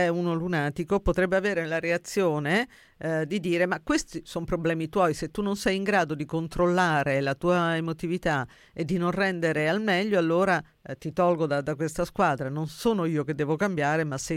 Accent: Sabaudia, Lazio, Italy; Se io mi metto sullo schermo il mare di Sabaudia del mio paese

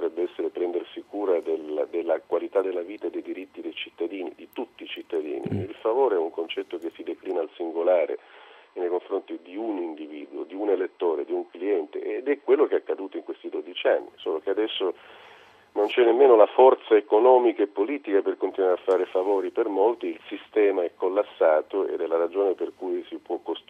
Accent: Sicily, Italy; però siccome sono siciliano

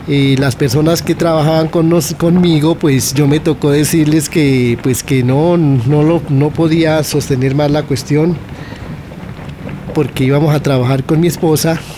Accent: Santander, Colombia; now in Bogotá, Colombia; Y nosotros, pues, siendo santandereanos, también la aprendimos

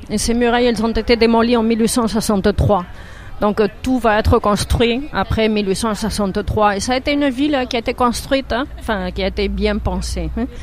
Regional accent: Basque Country, Spain; Ben oui, on est basque. Donc, pareil qu'on est espagnol ou on est européen, on est basque.

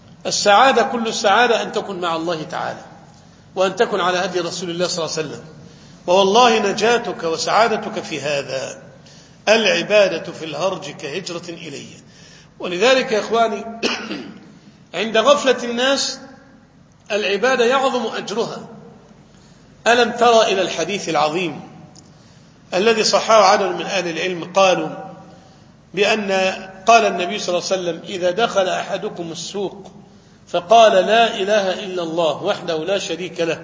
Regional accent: Egypt; سواء لما وقعت الفتن في العراق أو في الشام أو عندنا في مصر

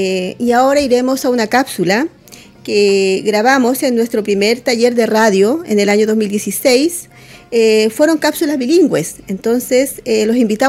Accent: Pica, Tarapacá, Chile; yo vengo de un pueblo también, pero es de agricultura, yo vengo de Pica.

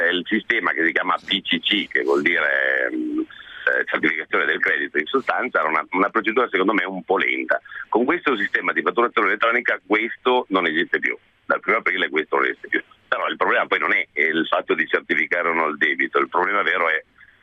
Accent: Piedmont, Italy; Nel senso, traduco, io sono un piemontese

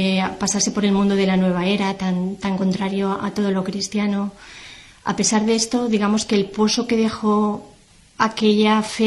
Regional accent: Valencia, Valencian Community, Spain; also born or lived in Terrassa; yo nací en Tarrasa y a la edad de 5 años mi familia se trasladó a vivir a Valencia, que es donde actualmente resido. Crecí en un ambiente familiar y social en el que la religión no estaba presente.

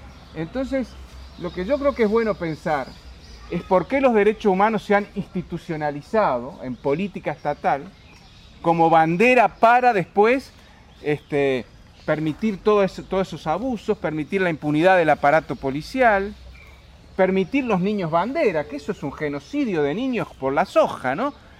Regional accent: Uruguay; moved away; Yo fui exiliado, soy uruguayo

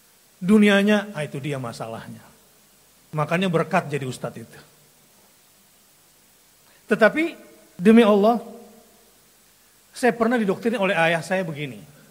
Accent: South Sulawesi, Indonesia; ayah saya seorang pelaut, nenek moyangku, seorang pelaut. Karena saya aslinya orang Solo, Sulawesi maksudnya, dari selatan.

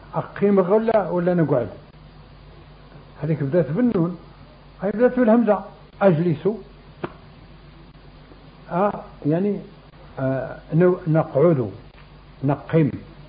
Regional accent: Morocco; لكن جاب الله حنا مغاربة

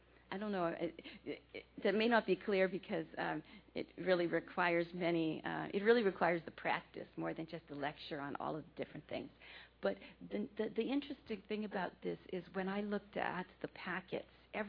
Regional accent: United States; Well, I'm an American, so you know we have a lot of influences here.

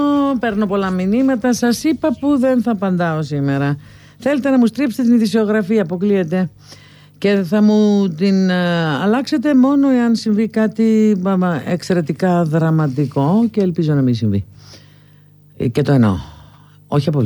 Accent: Greece; born there; Δεν το παίζω κάτι όξο, εδώ γεννήθηκα, σε αυτό το χώρο γεννήθηκα, στην Ελλάδα, αλλά δεν είμαι και να κοιτάω και προς την Ανατολή, έτσι δεν είμαι.

